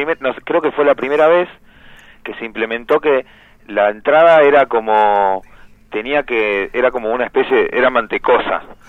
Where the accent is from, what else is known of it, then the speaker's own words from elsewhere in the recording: Pompeya, Buenos Aires, Argentina; De Pompeya, soy de cerquita.